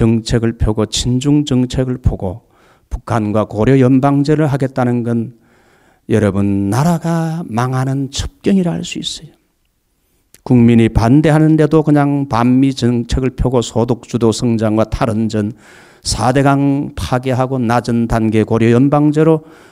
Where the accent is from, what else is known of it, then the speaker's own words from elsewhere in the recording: Busan, South Korea; also born or lived in Daegu; 저는 대구 부산에서 이렇게 자라난 사람이에요. 그래서 대구 부산에서 자라고 인천에 가서 공부하고 서울에 가서 공부하고 광주에 가서 제가 훈련 받았기 때문에 한국의 5대 중요한 도시는 제가 다 돌았어요.